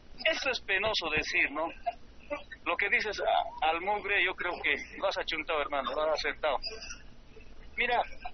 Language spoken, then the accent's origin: Spanish; Coripata, La Paz, Bolivia; yo soy de los Yungas de Coripata, productor de coca